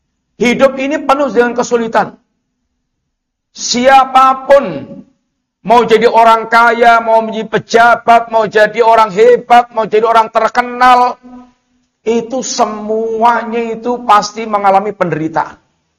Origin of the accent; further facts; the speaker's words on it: Java, Indonesia; Yang mungkin kita orang Jawa bilang itu ketok enak